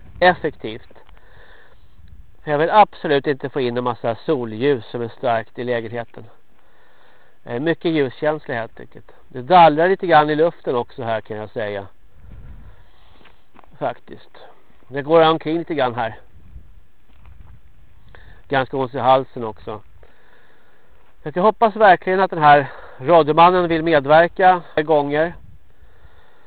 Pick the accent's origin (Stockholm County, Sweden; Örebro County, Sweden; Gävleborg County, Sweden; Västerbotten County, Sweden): Stockholm County, Sweden; Stockholm; accent: Standard Swedish; Jag är ju en stockholmare. Men jag bor i alla fall bosatt i Dalarna. Men jag är absolut inte någon dalmas ursprungligen. Och jag är alltså från Stockholm. Talar i rikssvenska.